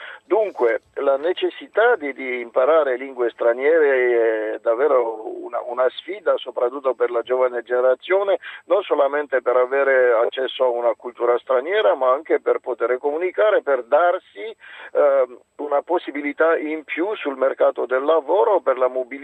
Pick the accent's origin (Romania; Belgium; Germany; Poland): Romania; Transylvania; Italian is a second language; now in Italy; vengo di un paese dove si parlano 20 lingue, oltre il romeno come lingua ufficiale, la mia regione d'origine, Transilvania, è un multilinguismo da secoli. Nella mia città ci sono 6 comunità, io sono cresciuto in 3 lingue